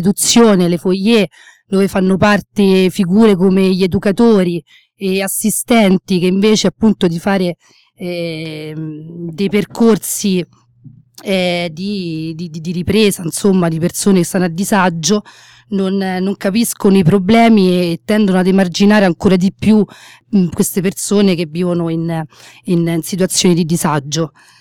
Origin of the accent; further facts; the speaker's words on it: France; accent: French; Italian is a second language; Faccio, insomma, direttamente la traduzione in italiano, dato che il mio accento francese non mi sembra uno dei migliori.